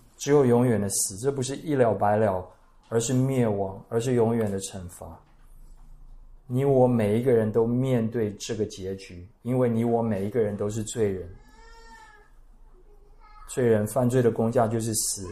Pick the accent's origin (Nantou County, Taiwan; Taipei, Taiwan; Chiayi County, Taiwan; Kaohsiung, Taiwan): Nantou County, Taiwan; Puli; 我住在埔里，我家乡埔里最近在大拜拜